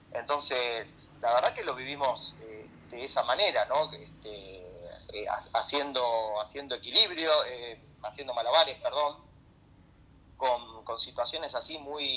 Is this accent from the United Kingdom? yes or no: no; Argentina; somos argentinos